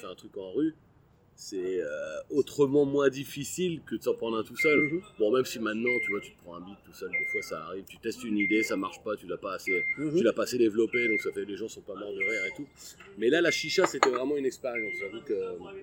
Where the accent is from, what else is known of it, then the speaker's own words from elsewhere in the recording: Abbeville, Hauts-de-France, France; born there; Je suis né à Abbeville dans la Somme.